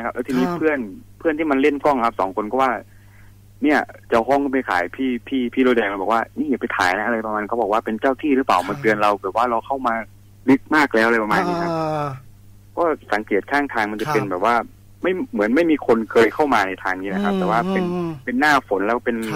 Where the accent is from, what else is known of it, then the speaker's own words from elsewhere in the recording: Roi Et, Thailand; อ๋อผมเป็นคนร้อยเอ็ดครับแต่ว่าไปเรียนที่มหาสารคามครับ